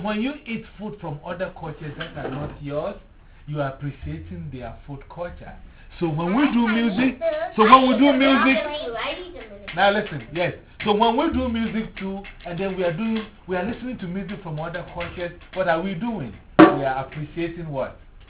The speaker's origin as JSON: {"language": "English", "country": "Ghana", "said": "I'm from Ghana, right? Ghana is in Africa."}